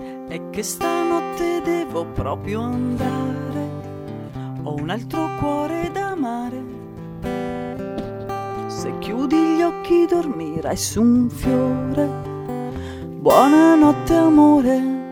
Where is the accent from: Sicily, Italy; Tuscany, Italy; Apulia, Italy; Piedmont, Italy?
Tuscany, Italy; Arezzo; born there; now in Bologna, Italy; Sì, sì, per me sì, perché Arezzo ci sono solo nata.